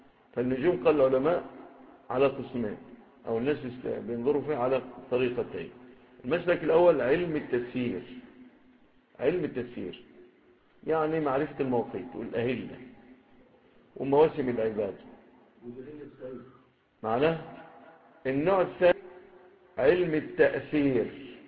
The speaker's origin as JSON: {"language": "Arabic", "country": "Egypt", "said": "ربما ما تكونش في بلادنا مصر"}